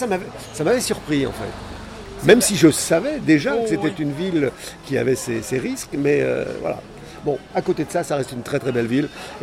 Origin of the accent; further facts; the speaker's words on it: Pays de la Loire, France; je suis originaire de la Mayenne